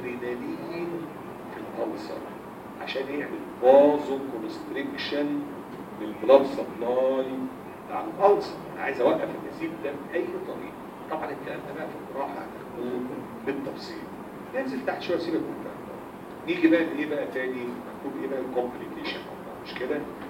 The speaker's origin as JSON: {"language": "Arabic", "country": "Egypt", "said": "البيبسي على فكره عندنا في مصر عباره عن ميه سكر"}